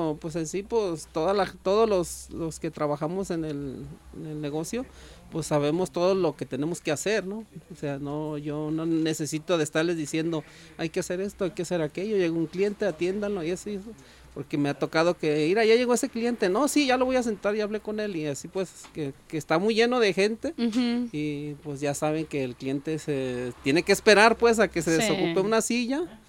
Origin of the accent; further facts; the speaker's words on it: Guadalajara, Jalisco, Mexico; No, todos somos de aquí, de Guadalajara.